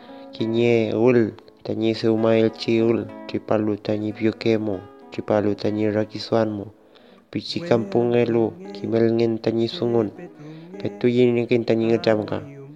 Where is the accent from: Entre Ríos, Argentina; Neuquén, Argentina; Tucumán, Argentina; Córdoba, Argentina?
Neuquén, Argentina; Centenario; Soy de Centenario, provincia de Neuquén, de Puel Mapo, hoy conocido como Argentina.